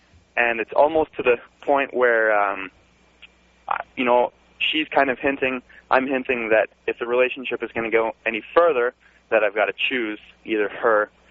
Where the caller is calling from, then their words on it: Canada; I'm calling from Canada.